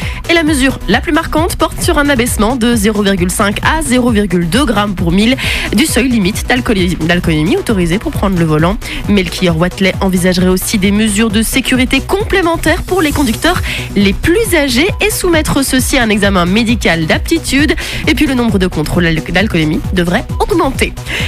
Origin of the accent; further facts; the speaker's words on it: Belgium; C'est une première européenne et ça se passe chez nous en Belgique.